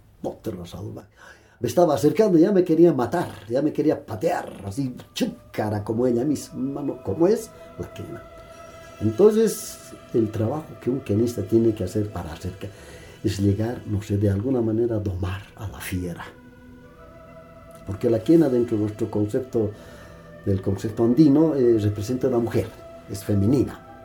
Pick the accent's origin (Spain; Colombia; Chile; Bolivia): Bolivia; Yo como boliviano consciente y querendón de la patria